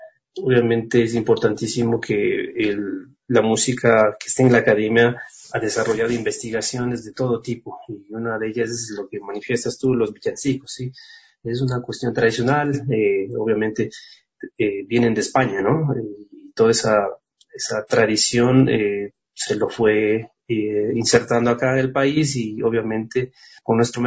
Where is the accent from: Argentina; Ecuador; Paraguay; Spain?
Ecuador; es parte de nuestra identidad como ecuatorianos, identidad sonora de lo que somos